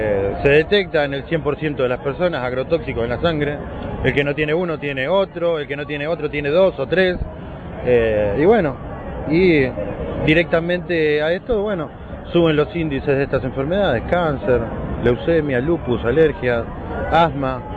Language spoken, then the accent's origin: Spanish; Argentina; Destacamos obviamente lo de Argentina porque, bueno, somos argentinos